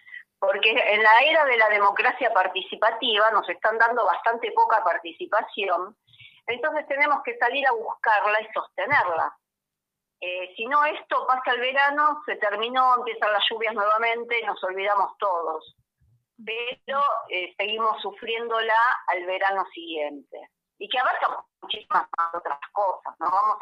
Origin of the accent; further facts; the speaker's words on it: Buenos Aires, Argentina; yo soy de Buenos Aires